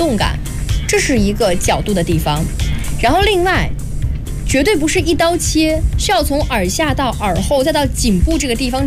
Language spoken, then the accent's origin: Chinese; Wuxi, Jiangsu, China; 用我们无锡话说，那个头叫“铜箍带”。